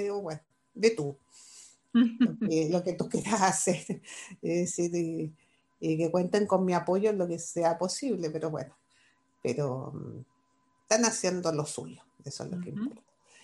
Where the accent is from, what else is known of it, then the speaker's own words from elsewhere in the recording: Chile; soy de aquí, soy de allá, o sea, soy ciudadana del mundo en ese sentido. Es algo que nunca dejé de mantener la conexión con Chile y con mi gente